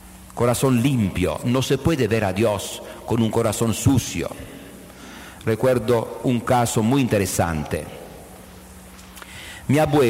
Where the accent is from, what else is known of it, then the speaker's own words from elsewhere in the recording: Conversano, Apulia, Italy; Yo soy de Conversano Bari, en Foggia, la provincia cercana.